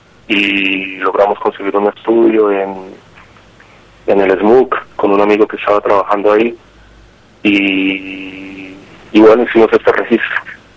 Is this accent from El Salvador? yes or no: no; Colombia; now in Barcelona, Spain; nos conocimos acá en Barcelona con algunos hace 8 o 10 años casi, al baterista, que yo soy de Colombia